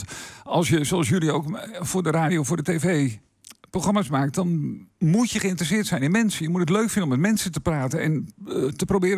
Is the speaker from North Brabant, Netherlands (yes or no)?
no; Meerkerk, Utrecht, Netherlands; Ik kom oorspronkelijk uit Meerkerk, ook een van de dorpen in onze gemeente.